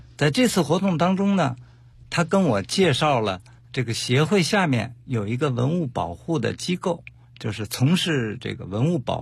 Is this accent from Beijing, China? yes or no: yes; Beijing, China; also born or lived in Shaanxi; 我从小生活在北京，然后之间呢又到外地去插队。